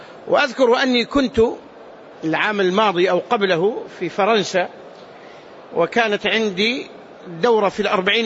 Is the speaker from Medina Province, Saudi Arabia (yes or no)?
yes; Medina, Medina Province, Saudi Arabia; قال أنت من السعودية؟ قلت نعم من المدينة.